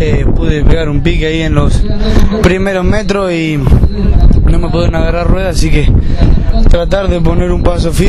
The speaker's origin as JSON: {"language": "Spanish", "town": "Saladillo", "region": "Buenos Aires Province", "country": "Argentina", "said": "de Saladillo."}